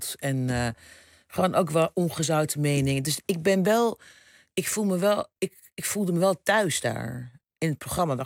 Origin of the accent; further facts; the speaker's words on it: Rotterdam, South Holland, Netherlands; now in Amsterdam, Netherlands; ik ben een Rotterdammer in Amsterdam. Ik ben een moeder, ik ben een biculturele vrouw.